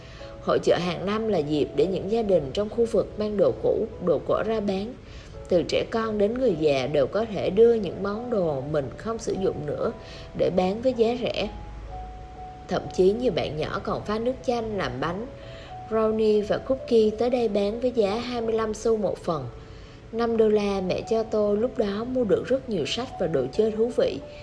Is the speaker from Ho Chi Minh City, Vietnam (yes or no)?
no; Haiphong, Vietnam; Quê nội tôi ở Yên Bái. Tôi sinh ra và lớn lên ở Hải Phòng. Mỗi mùa hè, bố đưa tôi về quê bằng tàu hỏa và chúng tôi thường dừng ở Hà Nội nửa ngày.